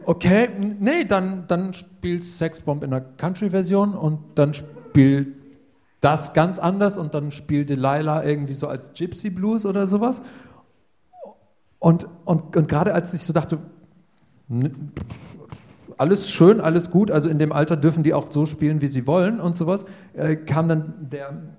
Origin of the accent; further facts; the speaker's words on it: Dinslaken, North Rhine-Westphalia, Germany; in der Stadt meiner Kindheit in Dienstlaken beim Fantastival auf der Freilichtbühne